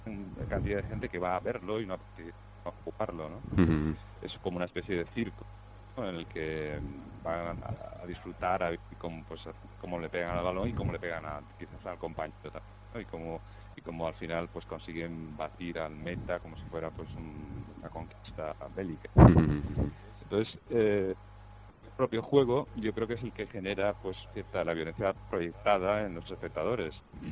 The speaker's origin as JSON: {"language": "Spanish", "town": "Seville", "region": "Andalusia", "country": "Spain", "said": "Yo personalmente soy sevillano"}